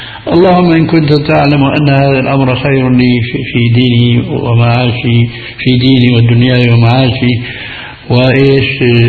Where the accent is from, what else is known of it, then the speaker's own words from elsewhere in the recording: Damascus, Damascus Governorate, Syria; هذه كان تستعمل عندنا في دمشق